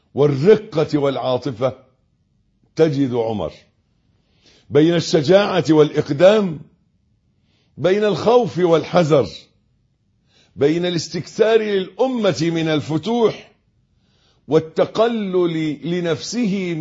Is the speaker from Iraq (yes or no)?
no; Egypt; اللي إحنا بنقول عليه أبيض في عرفنا كمصريين